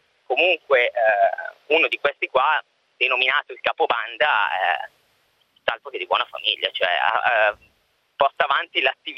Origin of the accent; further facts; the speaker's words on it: Mortara, Lombardy, Italy; Io sono di Mortara, che è a 10 km